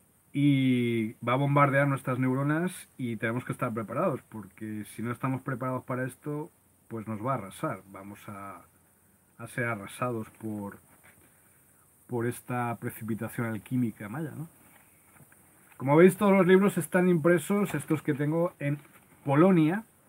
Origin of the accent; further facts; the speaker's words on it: Loja, Andalusia, Spain; born there; Ubicado en la zona donde nací, en Loja, en Granada, en España.